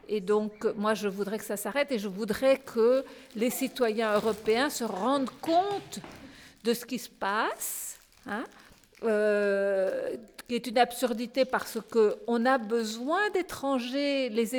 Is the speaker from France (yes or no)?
yes; France; puisque moi je suis française et la collaboration a commis des choses atroces en France.